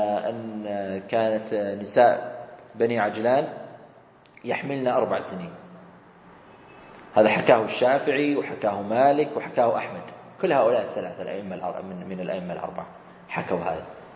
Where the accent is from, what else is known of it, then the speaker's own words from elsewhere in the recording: Saudi Arabia; وصارت مرة قضية هنا عندنا في السعودية، وصلت المحكمة